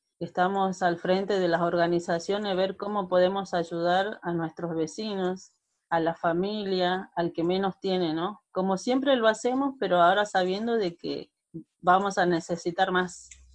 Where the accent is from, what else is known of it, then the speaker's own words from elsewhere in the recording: Salta, Argentina; now in Buenos Aires, Argentina; soy salteña, soy del norte de la Argentina. Estoy acá en Villa Fátima hace 27 años